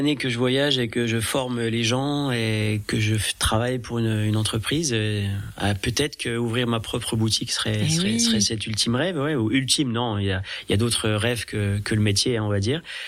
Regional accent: Grand Est, France; j'essaye aussi de travailler sur le d'où je viens du département des Vosges et j'aime ça.

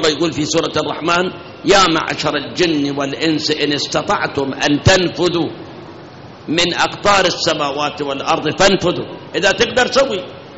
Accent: Iraq; من التمر عندنا بالعراق بس

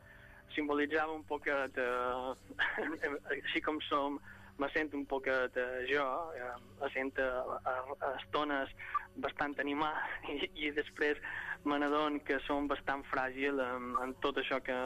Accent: Balearic Islands, Spain; era el meu petit homenatge abans de l'autodestrucció de la meva illa.

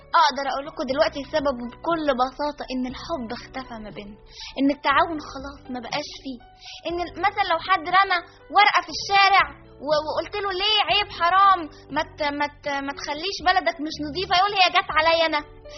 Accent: Egypt; طب ليه احنا كنا مشهورين كمصريين بحاجه واحده، بالترابط؟

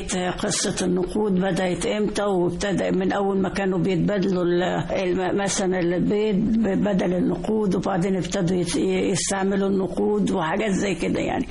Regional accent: Egypt; ده احنا كلنا مصريين

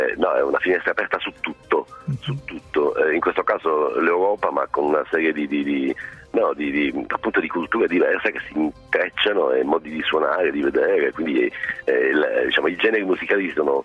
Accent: Sicily, Italy; Io, essendo siciliano, ho la notizia fresca delle navi dell'orrore

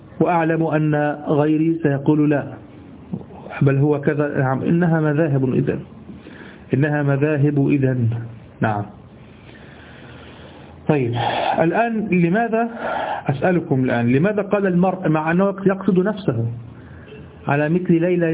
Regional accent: Egypt; ما نستعمله نحن في دارجتنا المصرية

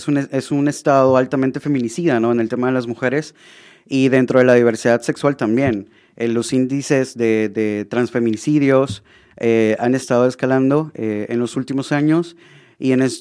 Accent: Honduras; born there; Es una ciudad pequeña. O sea, para ustedes acá vendría siendo un pueblo, ¿no?

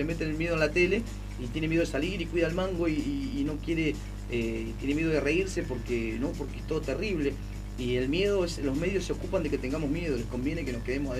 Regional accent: Argentina; Somos todos argentinos

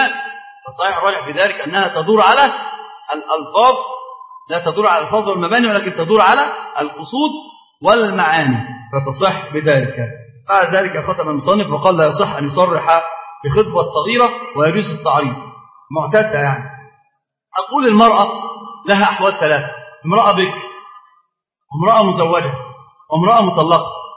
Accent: Egypt; طبعا عندنا معروف جدا ان احنا كمصريين

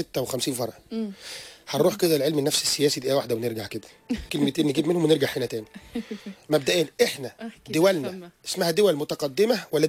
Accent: Egypt; انا من مصر، من دوله يا بيها، انا طالع من تحت الطين زيك.

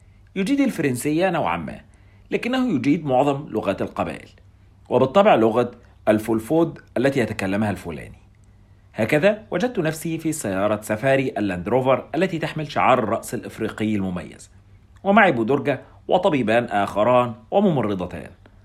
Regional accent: Egypt; يريحون العصا على كتفهم كما يفعل السقاء عندنا في مصر

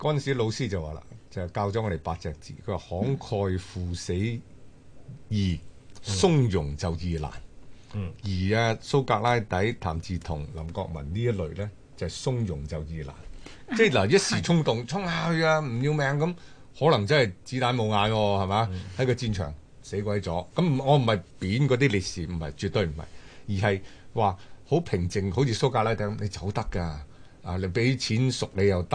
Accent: Guangdong, China; 嗱，好似我哋廣東人啊，咁恭喜發財啊

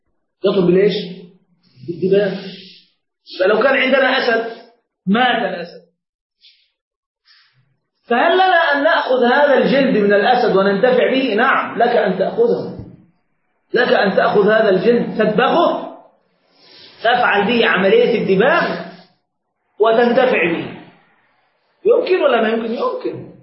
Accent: Egypt; عندنا في مصر ما يأكلونه.

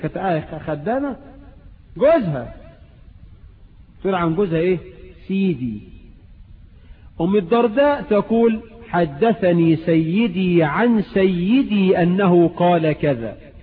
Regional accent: Egypt; والعرف عندنا في مصر عموما ان تخدم المرأة

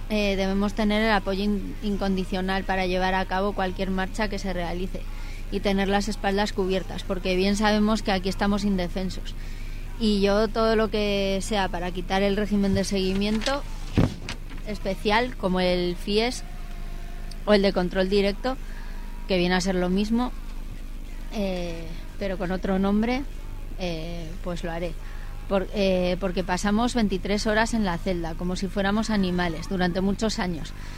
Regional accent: Valencia, Valencian Community, Spain; Llevo muchos años para que me lleven a mi tierra natal, Valencia.

